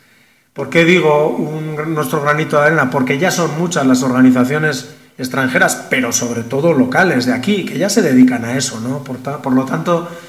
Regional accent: Basque Country, Spain; Yo vengo del País Vasco y también, pues nosotros obviamente tenemos una cultura, una lengua muy arraigada

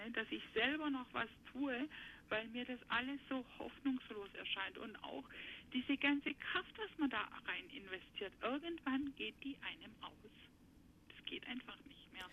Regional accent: Izmir, İzmir, Turkey; now in Germany; Wir kommen ja aus der Großstadt in Izmir, ne, also in der Türkei. Und was wir hier auf dem Land machen, also wir fühlen uns so wie Stadtmenschen ins Dorf verschleppt.

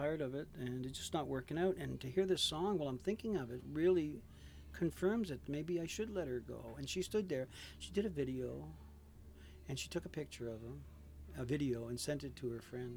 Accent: Stratford, Prince Edward Island, Canada; I'm from Stratford, PEI. I live in Stratford. I have a family of five and two at home.

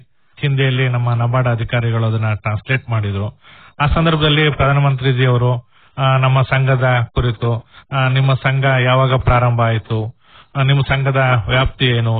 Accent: Alur, Karnataka, India; ಮೂಲತಃ ನಂದು ಭೈರಪ್ಪರ, ಆಲೂರು ತಾಲೂಕು. ನಾವು ಅಲ್ಲಿಂದ ನಾನು ಸಕಲೇಶ್ಪುರ ತಾಲೂಕಲ್ಲಿ ವಂಗಳ ಕೋಪರೇಟಿವ್ ಸೊಸೈಟಿನಲ್ಲಿದ್ದೆ, ಅಲ್ಲಿಂದ ಸಕಲೇಶ್ಪುರ ತಾಲೂಕಲ್ಲಿ ಹೊಸೂರಲ್ಲಿದ್ದೆ.

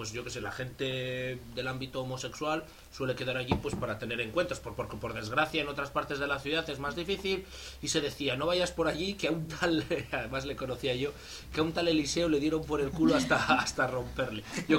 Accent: Burgos, Castile and León, Spain; yo, como ya saben nuestros oyentes, soy de Burgos, de Gamonal, de un barrio

